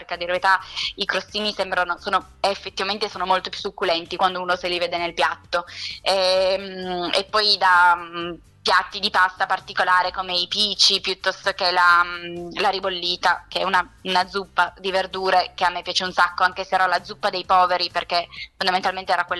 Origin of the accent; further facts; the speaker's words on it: Piedmont, Italy; io sono piemontese, quindi non posso dire nulla assolutamente contro i miei vini